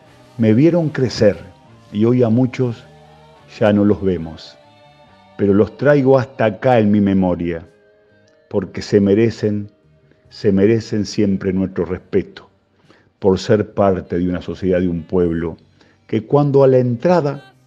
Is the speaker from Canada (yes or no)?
no; Guichón, Paysandú, Uruguay; brindo por ellos y por mi viejo, que también supo ser bolichero. Salud a los boliches y bolicheros de mi pueblo, Guichón.